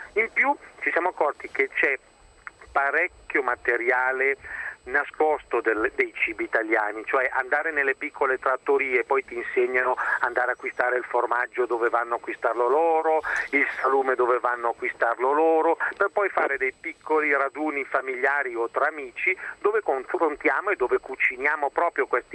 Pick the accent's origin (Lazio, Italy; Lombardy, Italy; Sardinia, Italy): Lombardy, Italy; Milan; Io sono milanese e lei di origine veneta.